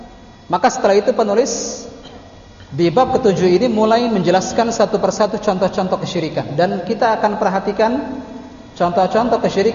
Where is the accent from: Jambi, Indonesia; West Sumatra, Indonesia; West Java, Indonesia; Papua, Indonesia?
West Java, Indonesia; Cirebon; Belum lagi di kampung halaman saya, Cirebon misalnya.